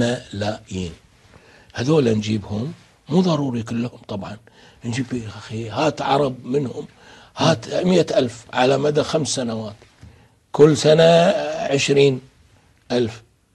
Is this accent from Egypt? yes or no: no; Kuwait; مساكين الأحوازية عندنا في الكويت